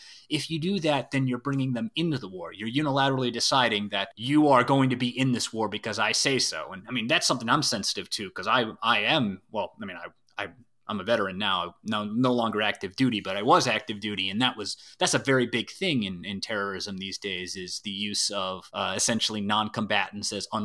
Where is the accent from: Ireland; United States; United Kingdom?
Ireland; I'm Irish, so there's an Irish tradition of sacred hospitality, but it's not just an Irish thing.